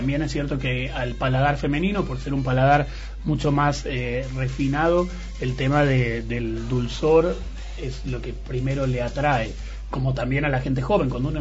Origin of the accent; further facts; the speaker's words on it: Argentina; Entonces nosotros, como argentinos, los enólogos argentinos juegan con eso de distintos suelos